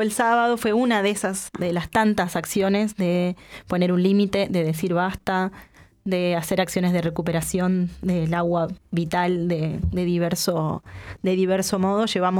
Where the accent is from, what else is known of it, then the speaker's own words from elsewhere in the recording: Durazno, Uruguay; somos de Durazno, acá podríamos, sí.